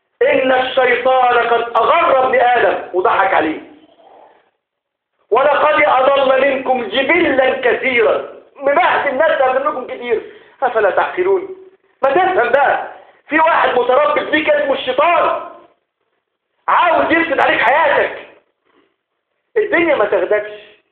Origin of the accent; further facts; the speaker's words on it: Egypt; اللهم ارض بلدنا مصر